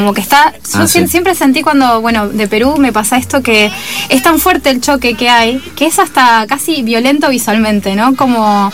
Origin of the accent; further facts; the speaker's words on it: Argentina; Incluso como argentinos, cuando vas te das cuenta del nivel de centralismo que hay en Lima.